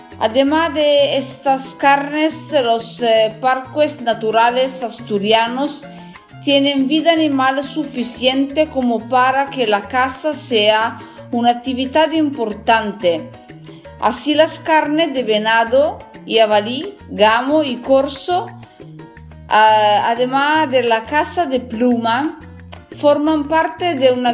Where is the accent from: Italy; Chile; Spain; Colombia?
Italy; northern Italy; Spanish is a second language; soy italiana del norte de Italia, soy una cocinera, trabajo, estudio para aprender más sobre este trabajo, estudio español por el mismo y me perdonen si voy a hacer un poco de mala pronunciación.